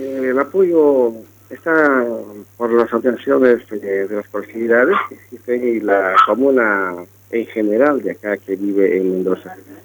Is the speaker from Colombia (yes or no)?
no; Bolivia; Y así, como boliviano, simplemente les quiero decirles, callaya Bolivia y que vuela la democracia.